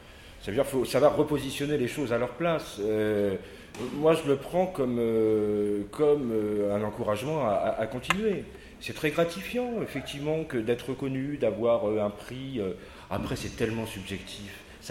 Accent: Paris, Île-de-France, France; on est tous de Paris. Donc à Paris, les loyers sont très chers.

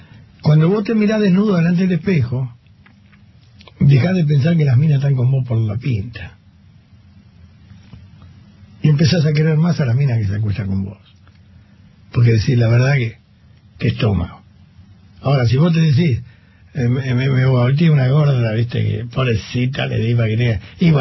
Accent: Argentina; Sí, así somos los argentinos. Por eso nos va como nos va.

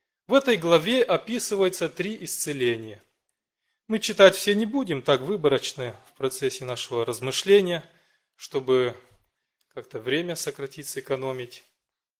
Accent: Hincesti, Hîncești District, Moldova; я из Молдавии, церковь маленького городка Хинчешты, бывший Котовский.

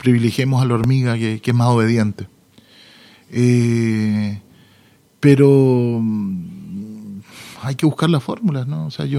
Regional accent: Chile; Entonces yo crecí entre chilenos que añoraban poder volver a su tierra

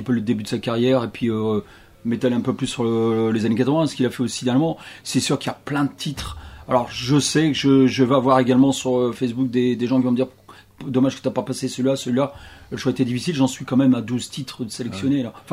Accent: France; même comme chez nous en France

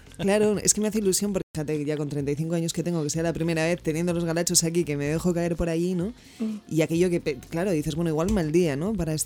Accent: Spain; soy española y sufro mucho porque quiero que gane, ¿no?, mi compatriota

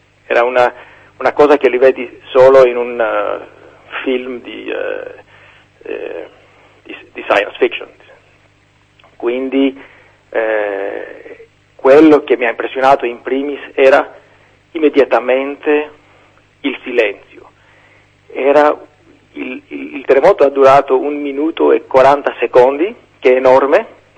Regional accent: Greece; Italian is a second language; se questo terremoto avrebbe avuto luogo in Grecia, io sono greco, non sono in Italia

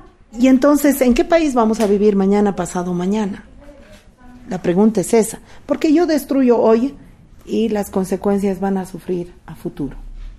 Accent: Bolivia; Yo diría... como ciudadana boliviana, que la aduana es el aparato de destrucción de la producción boliviana.

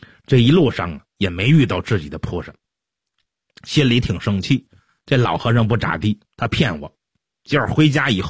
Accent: China; 挺热闹的，我们中国人都爱看热闹，是不是？

